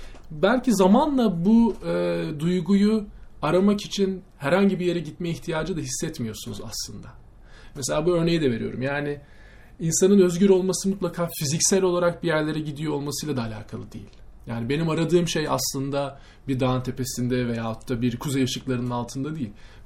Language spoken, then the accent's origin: Turkish; Ankara, Turkey; Memleketimi sorsan Ankaralıyım.